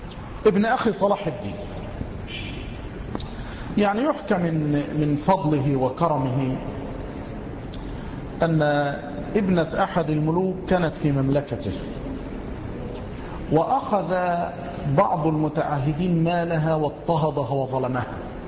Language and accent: Arabic; Egypt; أو عندنا في مصر، لماذا نذهب للبلاد الأخرى؟